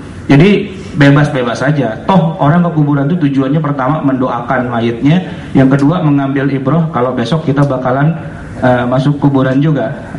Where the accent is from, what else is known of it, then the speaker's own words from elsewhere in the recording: Jakarta, Indonesia; tapi biasanya kita orang Betawi itu punya namanya kue geplak gitu.